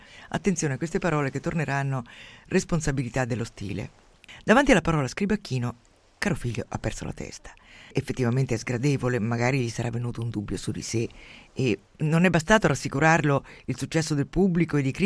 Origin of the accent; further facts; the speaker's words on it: Umbria, Italy; Io mi ricordo da piccola nel mio paese umbro